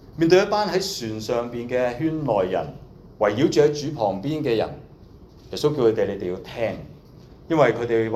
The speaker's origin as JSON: {"language": "Cantonese", "country": "China", "said": "頭先我哋中國人有一句嘅説話叫吃裏扒外"}